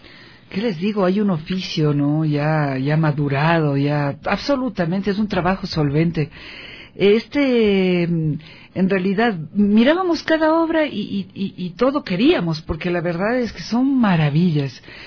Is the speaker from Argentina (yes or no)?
no; Ecuador; nos enorgullece como ecuatorianos